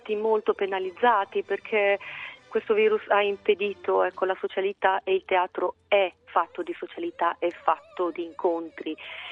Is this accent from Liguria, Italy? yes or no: no; Abruzzo, Italy; La mia estate per la prima volta prevede un bel periodo di vacanza e di studio in Abruzzo, che è la mia terra di origine